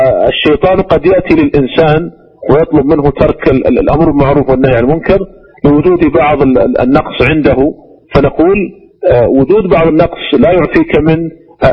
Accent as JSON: {"language": "Arabic", "country": "Saudi Arabia", "said": "وعندنا في المملكة العربية السعودية ولله الحمد المحكمة العليا"}